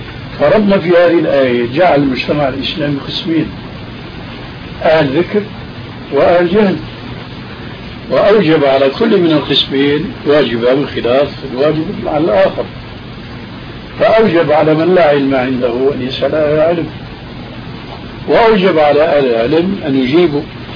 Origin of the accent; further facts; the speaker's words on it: Syria; كما يقولون عندنا في سوريا